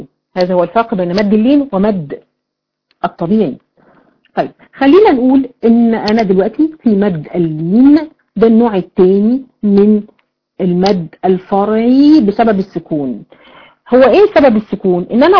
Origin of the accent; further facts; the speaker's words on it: Egypt; ما بيحصلش الكلام ده غير عندنا في مصر يعني